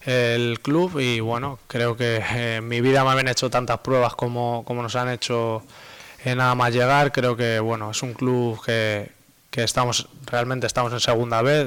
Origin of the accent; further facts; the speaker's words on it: Madrid, Community of Madrid, Spain; En Madrid, pues bueno, somos los dos de Madrid